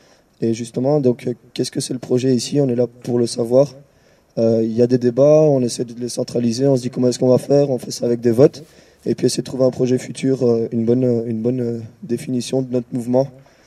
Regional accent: Liège, Wallonia, Belgium; moi je suis de Liège, je suis pas de Bruxelles, je serai pas là tout le temps.

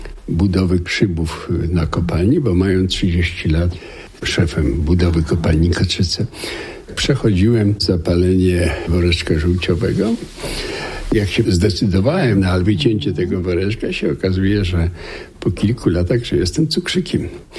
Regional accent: Racibórz, Silesian Voivodeship, Poland; born there

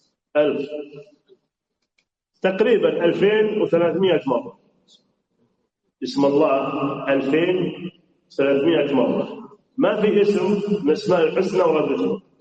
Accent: Saudi Arabia; زي بلادنا السعودية

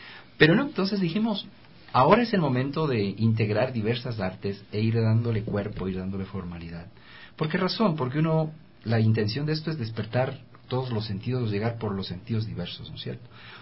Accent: Ecuador; y qué mejor hacerlo también como ecuatoriano

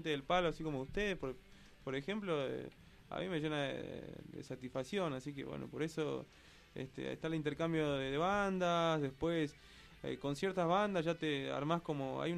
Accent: El Carmen, Jujuy, Argentina; El Carmen es un pueblito que queda lo más al sur de Jujuy, digamos, ya lo más cercano a Salta, de unos 15.000 habitantes

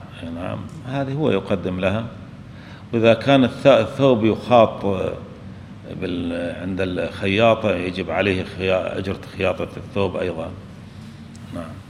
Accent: Syria; عندنا في سوريا يلبسون يسمون المانطو

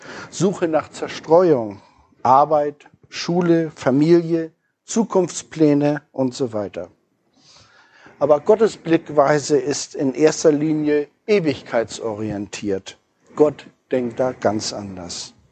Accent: Hamburg, Germany; wenn man so als Hamburger hierher kommt und eine Wiese von Lila sieht.

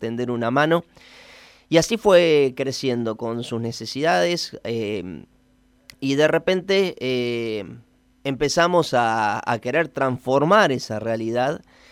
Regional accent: Toay, La Pampa, Argentina; nosotros quienes nacimos en Toay, yo tengo 48 años, y siempre escuchamos, o sea, los chicos de mi edad, o sea, aprendimos a vivir en un pueblo en donde era muy difícil todo

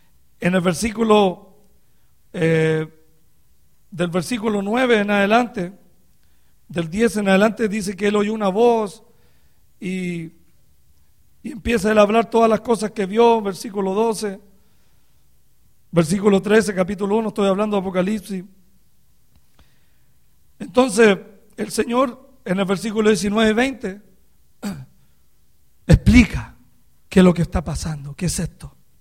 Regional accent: Chile; moved away; que Dios nos haya traído desde Chile hasta este lugar. Estoy feliz, hermano, porque Algún día volveré a mi tierra, hermano, a hablar la palabra del Señor

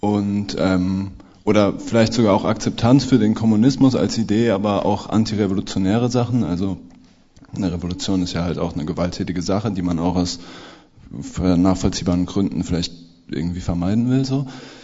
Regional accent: West Germany, Germany; Also ich komme auch aus Westdeutschland, muss man vielleicht auch dazu sagen

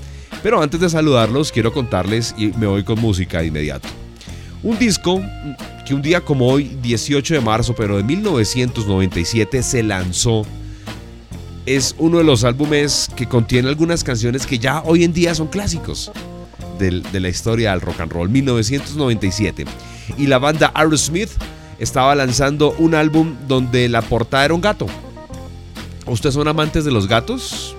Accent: Bogotá, Colombia; Pero bueno, soy bogotano, me encanta el frío.

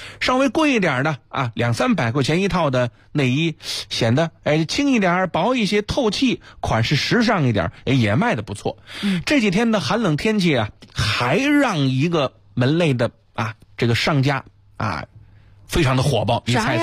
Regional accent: Beijing, China

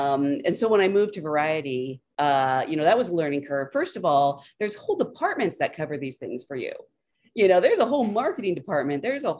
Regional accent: Salem, Oregon, United States; I grew up in Salem, Oregon, which is a tiny little town about an hour outside of Portland

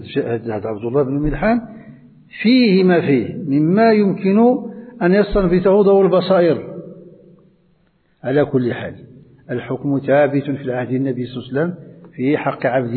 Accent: Morocco; وهو ما يسمى عندنا في المغرب بالخطارات

